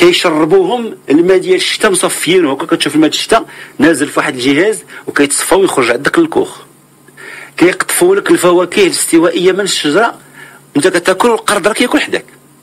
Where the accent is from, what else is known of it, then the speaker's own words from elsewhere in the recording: Morocco; اللي عندنا في المغرب